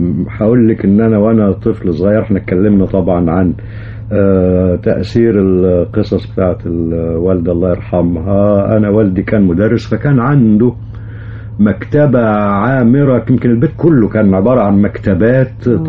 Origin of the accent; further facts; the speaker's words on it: Giza, Giza Governorate, Egypt; وولدت في الجيزة جنب القاهرة على طول يعني، وربيت هناك. ولكن والدي ووالدتي رحمة الله عليهم من الكرنك، من الأقصر يعني.